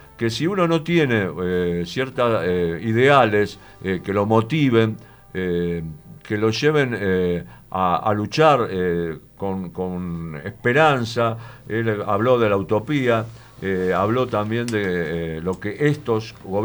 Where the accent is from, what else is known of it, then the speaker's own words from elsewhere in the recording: Buenos Aires, Argentina; Me satisface muchísimo como porteño, yo soy porteño